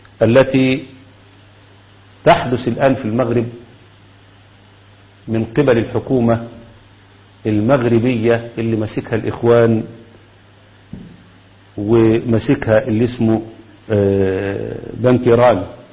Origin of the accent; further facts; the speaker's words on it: Egypt; وده اللي عملوه عندنا في مصر بالتمام والكمال